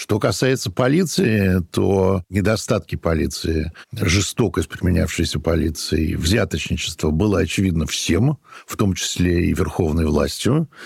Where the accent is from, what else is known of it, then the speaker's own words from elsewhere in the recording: Saint Petersburg, Russia; Даже я помню маленьким, я вырос на Петроградской стороне в 50-60-е годы